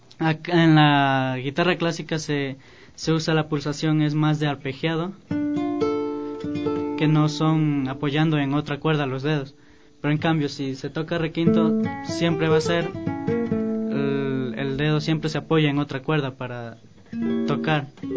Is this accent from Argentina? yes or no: no; Santa Elena, Ecuador; now in Quito, Ecuador; nos vinimos a vivir acá a la capital para justamente mejorar nuestro arte. Porque, como dije, somos de Santa Elena.